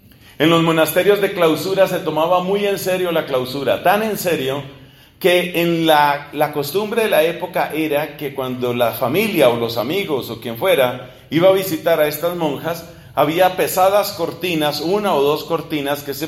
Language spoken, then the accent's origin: Spanish; Colombia; eso también sucedió en mi país, en Colombia